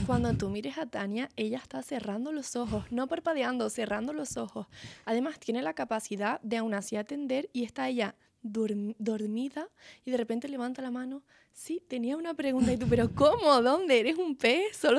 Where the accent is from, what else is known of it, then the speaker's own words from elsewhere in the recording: Canary Islands, Spain; Y sí, evidentemente soy una persona canaria.